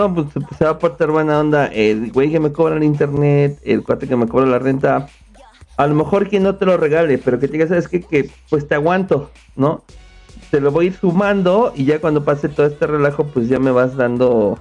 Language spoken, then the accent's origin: Spanish; Mexico; Nosotros como mexicanos, muchas de las veces no nos echamos la mano los unos con los otros.